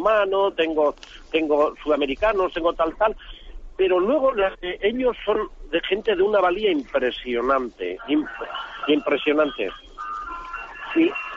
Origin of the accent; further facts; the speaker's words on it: San Sebastián, Basque Country, Spain; yo soy un camionero que ando con camión … de San Sebastián.